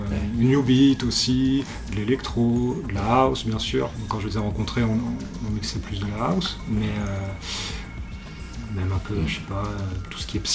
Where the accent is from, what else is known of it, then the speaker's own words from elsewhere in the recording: Lyon, Auvergne-Rhône-Alpes, France; Je suis originaire de Lyon, j'ai grandi ici.